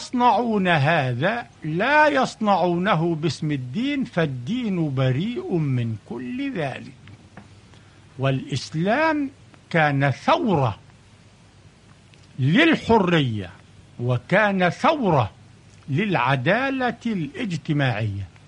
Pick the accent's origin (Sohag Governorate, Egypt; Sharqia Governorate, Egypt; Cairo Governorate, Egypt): Sharqia Governorate, Egypt; Al-Adwa; في الشرقية، قرية اسمها العدوة.